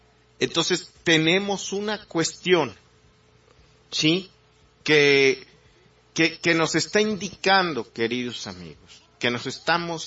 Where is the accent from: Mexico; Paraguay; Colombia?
Mexico; sobre todo en una idiosincrasia como la mexicana, ¿no? Una cultura como la nuestra.